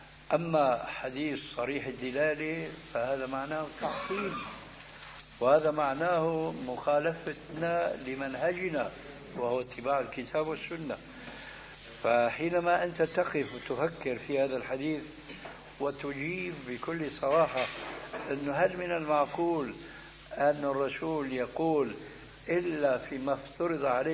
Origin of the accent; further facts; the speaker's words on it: Syria; بس بدنا كما يقولون عندنا في الشام بدنا نسطح